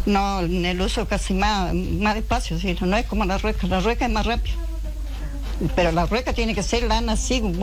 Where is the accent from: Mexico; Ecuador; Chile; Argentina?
Argentina; Puyén, Chubut; Soy de Puyén. Soy de familia hilandera, tejendera, de parte abuelo y abuela.